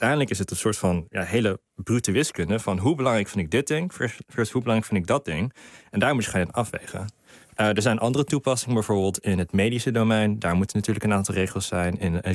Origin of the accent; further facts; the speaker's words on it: United States; Dutch is a second language; now in Netherlands; Ja, ik ben Amerikaans.